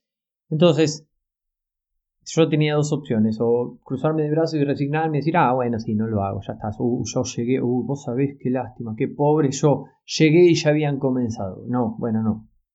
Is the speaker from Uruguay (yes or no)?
no; La Plata, Buenos Aires Province, Argentina; yo soy de La Plata, en Argentina, ¿no?